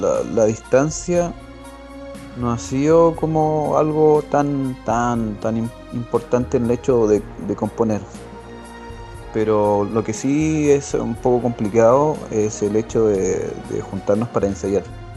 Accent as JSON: {"language": "Spanish", "town": "Cañete", "region": "Biobío", "country": "Chile", "said": "yo soy de acá de Cañete y mi compañero es de Valdivia."}